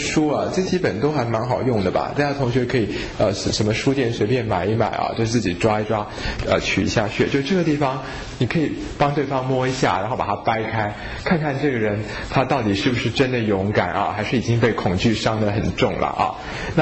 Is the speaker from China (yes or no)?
no; Taiwan; 可是我们台湾人去旅行呢，就觉得哇好脏啊好恐怖哦